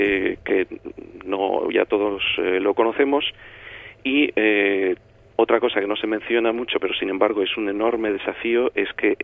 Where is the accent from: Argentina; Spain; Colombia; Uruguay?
Spain; Nosotros pensamos que el problema no somos nosotros los españoles